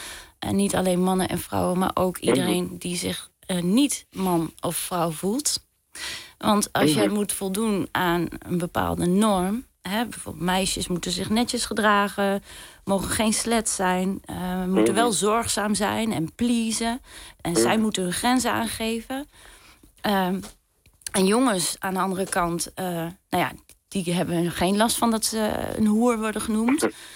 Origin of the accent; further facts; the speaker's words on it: Overijssel, Netherlands; ik kom dan uit Zalland en ik heb familie in Twente